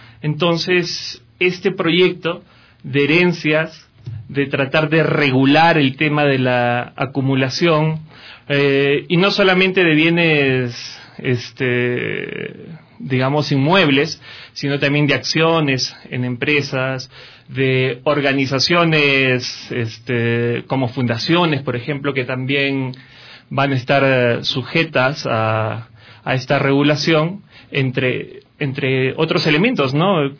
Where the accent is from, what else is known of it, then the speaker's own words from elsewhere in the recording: Peru; now in Ecuador; Soy peruano, residiendo desde el 2007 acá en Ecuador, con hay un pequeño intervalo que estuve de regreso por mi país